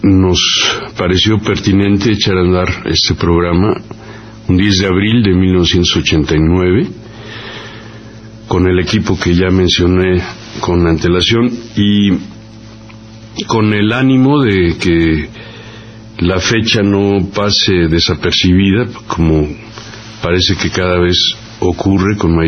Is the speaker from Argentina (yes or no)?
no; Mexico; esta posibilidad de vivir como mexicanos, alimentarnos de manera natural, al menos con maíces nuestros mexicanos